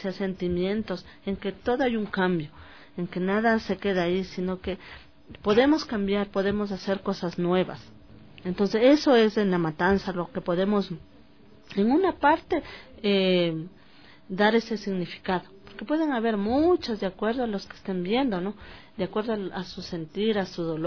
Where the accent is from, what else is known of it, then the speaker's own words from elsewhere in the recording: Ecuador; O sea, todos somos un pueblo, somos ecuatorianos en sí.